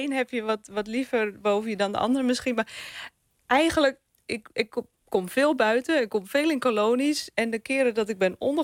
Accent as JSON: {"language": "Dutch", "region": "North Holland", "country": "Netherlands", "said": "Nou, ik kom zelf uit Noord-Holland."}